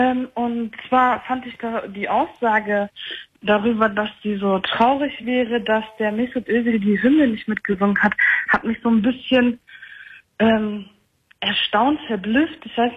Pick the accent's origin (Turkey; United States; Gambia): Turkey; Ja, ich bin Türkin.